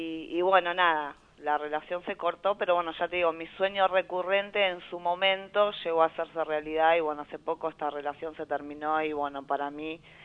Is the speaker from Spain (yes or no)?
no; Merlo, Buenos Aires Province, Argentina; yo soy de Merlo